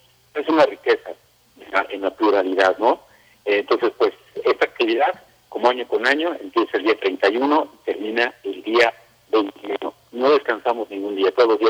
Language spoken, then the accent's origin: Spanish; State of Mexico, Mexico; se preguntaban de en qué parte estábamos, que si éramos Puebla, y les decíamos no, somos de México.